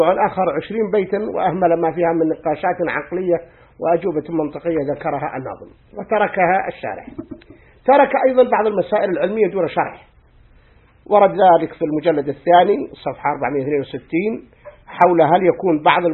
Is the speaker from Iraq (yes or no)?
no; Egypt; قال هذه اسمها عندنا في مصر أو نطلق عليها الكاسوسة الحسناء،